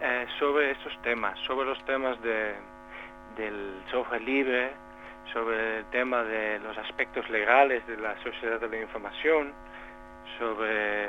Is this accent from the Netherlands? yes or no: yes; Netherlands; Spanish is a second language; soy holandés y en los últimos años hemos estado viviendo en Ámsterdam